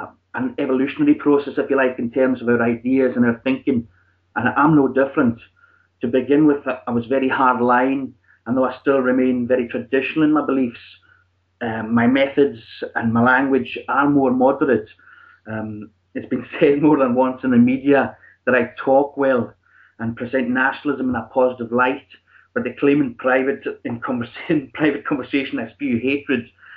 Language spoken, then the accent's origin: English; Isle of Lewis, Scotland, United Kingdom; also born or lived in Inverness / Glasgow; I'm originally from the Highlands Islands, as you say, from an island off the northwest coast called the Isle of Lewis, where many a Viking has been before.